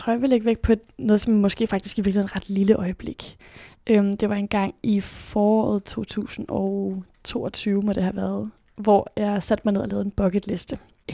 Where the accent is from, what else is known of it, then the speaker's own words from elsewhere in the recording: Aarhus, Central Denmark Region, Denmark; born there; also born or lived in South America; så blev jeg født i 2002 i Aarhus. Og det første stykke tid af mit liv, der flyttede vi rigtig, rigtig meget rundt. Både rundt omkring i Danmark, men også til Sydamerika, hvor vi boede en periode.